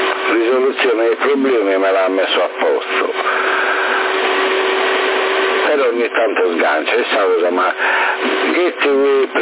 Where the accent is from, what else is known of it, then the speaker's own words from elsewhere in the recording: Sassari, Sardinia, Italy; Ehi, sono sassarese